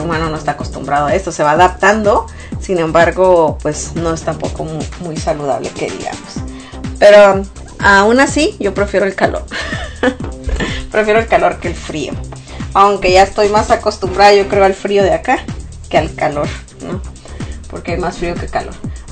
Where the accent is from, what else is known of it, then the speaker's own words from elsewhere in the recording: Sonora, Mexico; La verdad es que en Sonora, o sea, de donde yo soy, hace mucho calor.